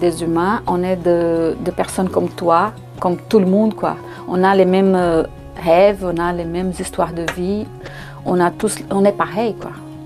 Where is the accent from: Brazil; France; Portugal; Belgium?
Brazil; je viens du Brésil. Je vais avoir 50 ans cette année.